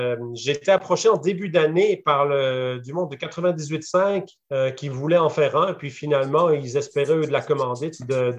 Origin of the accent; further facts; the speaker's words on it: Luxembourg; now in Canada; ça fait 32 ans que je vis au Québec. Donc, Puis, je suis d'origine du Luxembourg.